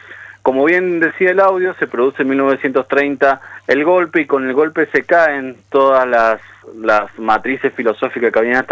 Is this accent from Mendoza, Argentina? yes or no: yes; Mendoza, Argentina; para decirnos que somos conservadores los mendocinos